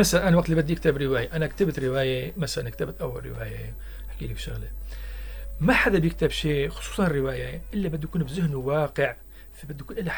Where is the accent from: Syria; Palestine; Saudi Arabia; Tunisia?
Syria; Tartus Governorate; نحن كضيعة قريبة من طرطوس 4 كيلومتر، صرنا ضايعين بين المدينة وبين الريف.